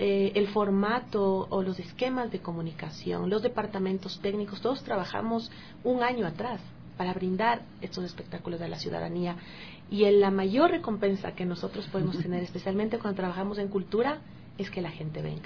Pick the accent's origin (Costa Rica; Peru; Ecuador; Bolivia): Ecuador; Bueno, como ecuatorianos es un placer y un orgullo el poder decir el cartel que también nos va a acompañar.